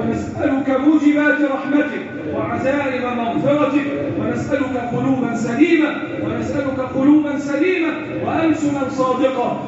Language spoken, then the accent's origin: Arabic; Egypt; اللهم احفظ بلدنا مصر وسائر بلاد